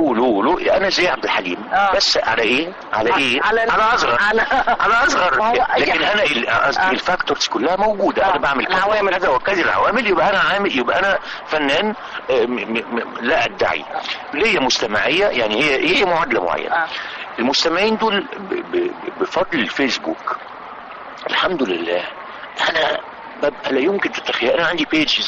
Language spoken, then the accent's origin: Arabic; Egypt; احنا عندنا الداونلود في مصر ببلاش